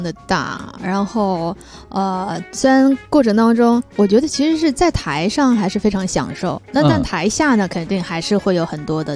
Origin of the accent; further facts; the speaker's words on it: Changsha, Hunan, China; now in Guangzhou, China; 我第一时间因为又是在我的老家，我刚刚过年的时候，我刚从老家